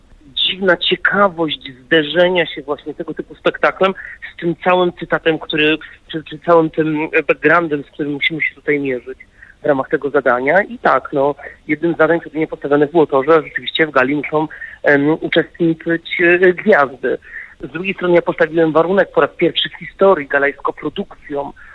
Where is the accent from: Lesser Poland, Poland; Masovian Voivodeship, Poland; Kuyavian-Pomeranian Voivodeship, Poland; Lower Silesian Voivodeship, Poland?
Lower Silesian Voivodeship, Poland; Wrocław; Ja sam jestem wrocławianinem